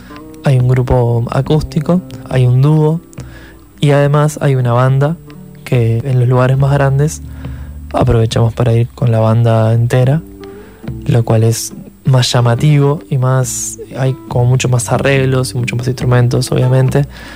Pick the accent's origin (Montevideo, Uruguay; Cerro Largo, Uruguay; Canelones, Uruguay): Montevideo, Uruguay; Actualmente somos todos de Montevideo los que tocamos